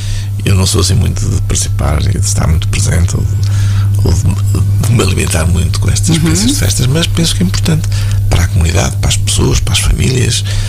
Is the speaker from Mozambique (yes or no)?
no; Fataunços, Centre, Portugal; É Fataunços.